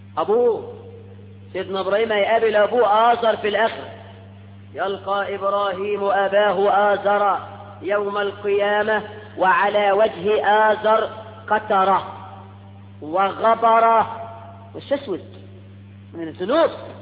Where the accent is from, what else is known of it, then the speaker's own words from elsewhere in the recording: Egypt; ده احنا كمصريين بنسمي الواحد اسمين مش لقب حتى